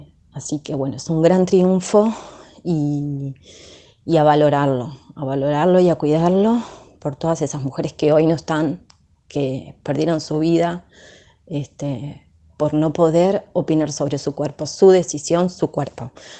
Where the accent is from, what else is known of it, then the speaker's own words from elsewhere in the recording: La Matanza, Buenos Aires Province, Argentina; soy del Partido de La Matanza, tengo 35 años, soy docente